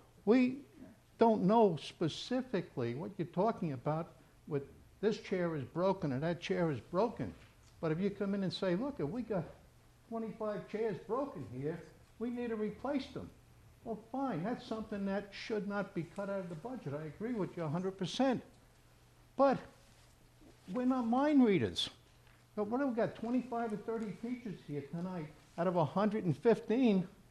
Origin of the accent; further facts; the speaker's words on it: Alexandria, United States; I'm from Alexandria.